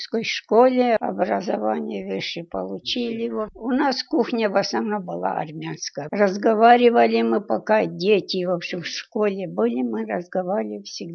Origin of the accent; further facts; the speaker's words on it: Rosokhovatka, Kyiv Oblast, Ukraine; moved away; Я родилась в Киевской области, в село Росоховатка. Жила я там, в общем, до 41-го года.